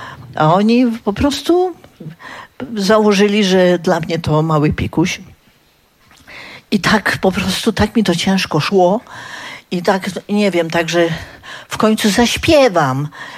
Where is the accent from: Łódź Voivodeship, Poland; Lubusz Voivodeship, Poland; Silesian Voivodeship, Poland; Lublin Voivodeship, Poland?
Lubusz Voivodeship, Poland; Zielona Góra; Przyjechałam z Zielonej Góry.